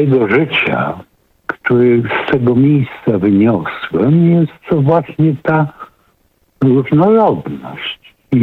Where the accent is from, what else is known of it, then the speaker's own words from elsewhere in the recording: Giżycko, Warmian-Masurian Voivodeship, Poland; Ponieważ ja pochodzę z Giżycka.